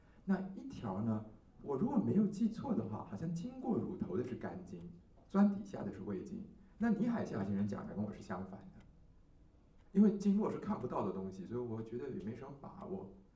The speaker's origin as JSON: {"language": "Chinese", "country": "Taiwan", "said": "所以我们台湾人的死亡的首位是大肠癌"}